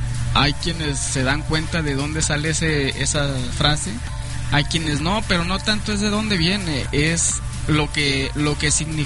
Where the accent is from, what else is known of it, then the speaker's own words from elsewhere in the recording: Jalisco, Mexico; Somos los jaliscienses, ¿no? Esa es la cara de México.